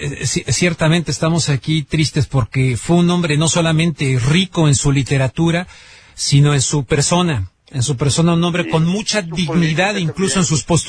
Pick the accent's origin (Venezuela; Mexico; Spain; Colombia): Mexico; Yo les ofrecí disculpas a ellos como mexicano